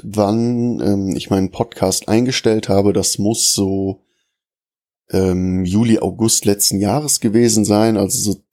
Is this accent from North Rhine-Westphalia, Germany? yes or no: yes; Bonn, North Rhine-Westphalia, Germany; Also ich bin ja in Bonn geboren und in diesem einen Dorf halt auch aufgewachsen, habe auch nie wirklich weit weg von meinem Heimatdorf gewohnt.